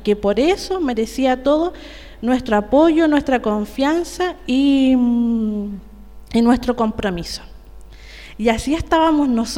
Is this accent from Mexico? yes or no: no; Temuco, Araucanía, Chile; Yo también soy de Temuco.